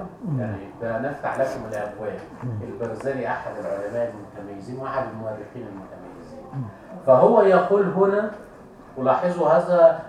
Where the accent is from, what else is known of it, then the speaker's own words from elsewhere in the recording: Egypt; يعني مثلا عندنا في مصر